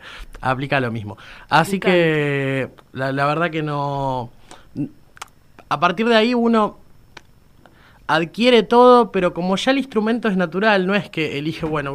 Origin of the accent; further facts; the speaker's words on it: Pehuajó, Buenos Aires Province, Argentina; yo pasaba por la, lo he contado un par de veces, por la puerta del conservatorio de mi pueblo.